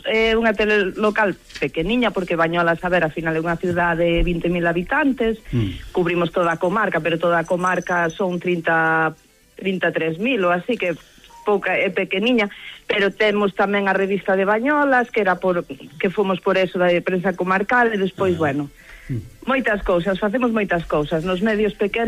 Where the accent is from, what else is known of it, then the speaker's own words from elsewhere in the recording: Valga, Galicia, Spain; Pois somos de Valga, que é un pueblo pequeno.